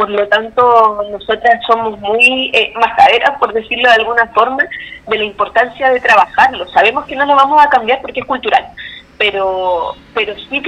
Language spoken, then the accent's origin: Spanish; Concepción, Biobío, Chile; yo soy de Concepción, de la ciudad de Concepción, nosotros estamos instaladas acá